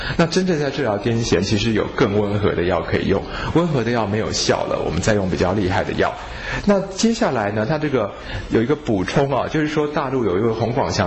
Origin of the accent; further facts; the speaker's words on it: China; 那不过呢，这个也只是我们中国人说这个癫狂的一个面相